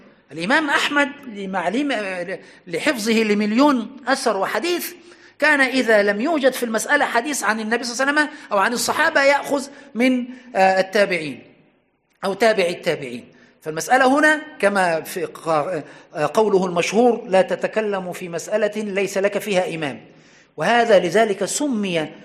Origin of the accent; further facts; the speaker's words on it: Aswan, Aswan Governorate, Egypt; حتى عندنا في أسوان في أقصى الصعيد كانت المقابر